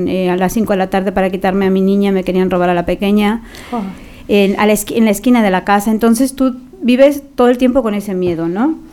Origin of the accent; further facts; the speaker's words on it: Guadalajara, Jalisco, Mexico; moved away; also born or lived in Mexico City; yo nací en la capital de México, pero desde muy pequeña emigré a Guadalajara, Jalisco